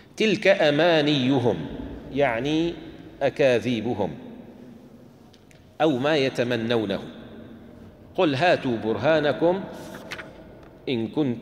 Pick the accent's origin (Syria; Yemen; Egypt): Syria; عندنا في الشام إذا كان استغلق على الإنسان الفهم يقال نتكلم بالتركي